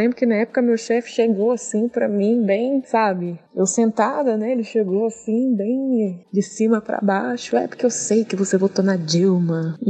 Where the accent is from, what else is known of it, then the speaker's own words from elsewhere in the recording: Vitória, Espírito Santo, Brazil; now in São Paulo, Brazil; eu resido em São Paulo, sou de Vitória, resido em São Paulo.